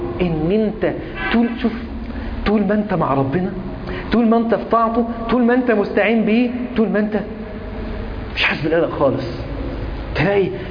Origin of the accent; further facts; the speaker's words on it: Egypt; هو حمام عام عندنا في مصر تحديدا